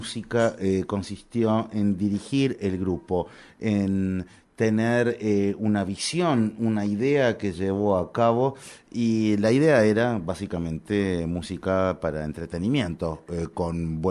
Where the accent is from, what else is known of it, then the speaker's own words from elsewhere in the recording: Argentina; Es que yo soy de Argentina, entonces cuento los títulos de allá.